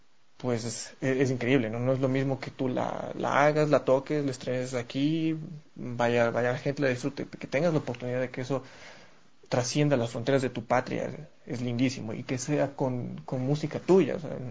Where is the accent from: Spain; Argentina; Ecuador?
Ecuador; como compositores y como ecuatorianos